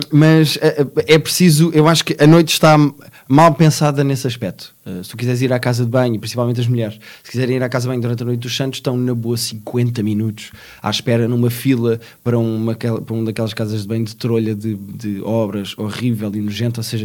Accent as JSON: {"language": "Portuguese", "region": "Lisbon", "country": "Portugal", "said": "mas eu, como sou lisboeta e como gosto muito de Lisboa"}